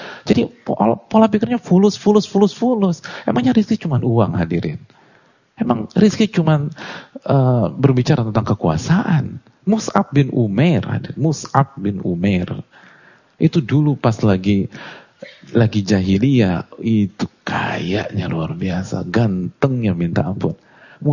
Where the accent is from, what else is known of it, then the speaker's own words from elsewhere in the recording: Jakarta, Indonesia; Tapi saya lahir di Jakarta dan saya hidup di sini.